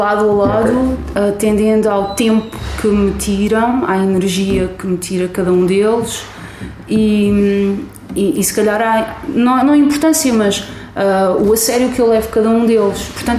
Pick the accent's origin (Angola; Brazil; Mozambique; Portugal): Portugal; Barreiro, Setúbal; Pá, a cidade de onde eu venho, o Barreiro, tem muita gente